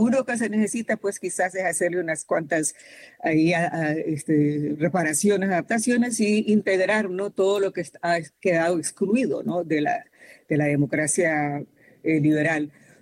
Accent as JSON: {"language": "Spanish", "country": "Honduras", "lives_now": "California, United States", "said": "yo soy hondureña, pero les hablo desde California."}